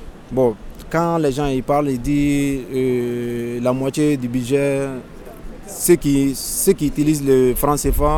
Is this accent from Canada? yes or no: no; Mali; Par exemple, moi je suis malien, quand je pars au Gabon pour acheter quelque chose ou pour vendre quelque chose